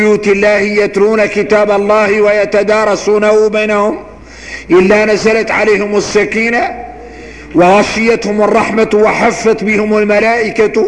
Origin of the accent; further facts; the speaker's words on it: Mauritania; واحنا موريتاني